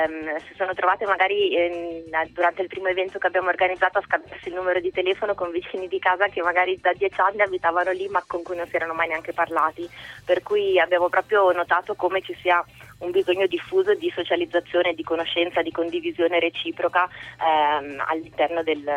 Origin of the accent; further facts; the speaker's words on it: Varese, Lombardy, Italy; now in Milan, Italy; anch'io non sono di Milano, sono di Varese, vivo a Milano da diversi anni, però in questo quartiere da 2 anni